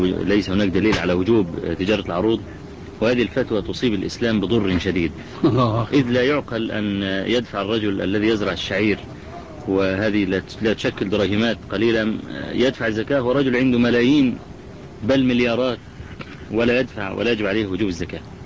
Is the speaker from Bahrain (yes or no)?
no; Egypt; يعني الشباب عندنا في مصر يعانون من هذا البلاء